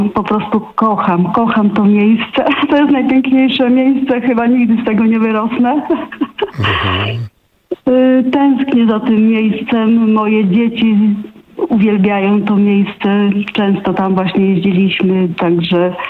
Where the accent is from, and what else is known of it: Dolistowo Stare, Podlaskie Voivodeship, Poland